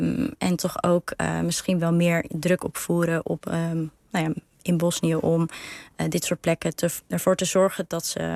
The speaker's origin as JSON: {"language": "Dutch", "country": "Netherlands", "said": "maar ik ben een Nederlander, ik woon hier."}